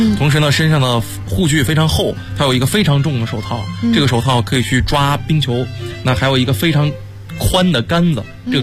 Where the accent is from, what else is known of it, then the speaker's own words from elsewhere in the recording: Northeast China, China; 我家是东北的嘛，我们那边湖面特别好玩